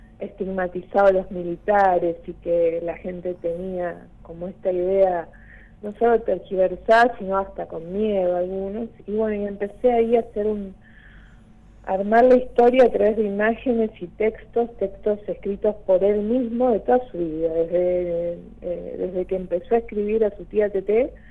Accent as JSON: {"language": "Spanish", "town": "Don Torcuato", "region": "Buenos Aires Province", "country": "Argentina", "tie": "born or raised there", "also_born_or_lived": "El Bolsón", "said": "Yo soy de Buenos Aires, de Don Torcuato. Allí estuve hasta que entré a Bellas Artes y me fui a vivir a La Boca. Y después me fui al Bolsón en el 86."}